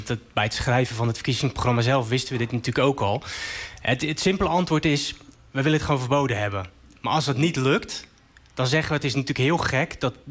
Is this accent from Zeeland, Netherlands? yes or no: no; Rotterdam, South Holland, Netherlands; Ik kom zelf uit Rotterdam.